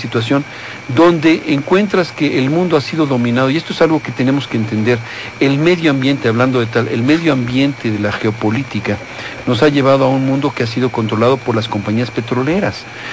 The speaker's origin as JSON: {"language": "Spanish", "country": "Mexico", "said": "evaluar hasta dónde queremos llegar como mexicanos"}